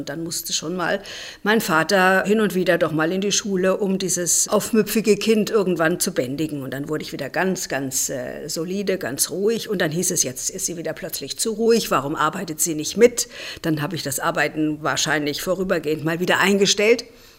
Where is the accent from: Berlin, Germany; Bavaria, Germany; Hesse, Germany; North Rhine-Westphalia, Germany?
North Rhine-Westphalia, Germany; Siegen; born there; Ich bin in Siegen in Westfalen geboren. Das war aber reiner Zufall, weil meine Großmutter ihre vier Töchter in Siegen bei einem bestimmten Professor geboren hat.